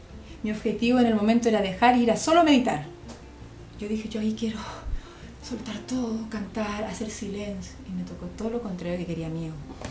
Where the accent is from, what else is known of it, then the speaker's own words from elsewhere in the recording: Chile; born there; moved away; Soy chilena de nacimiento.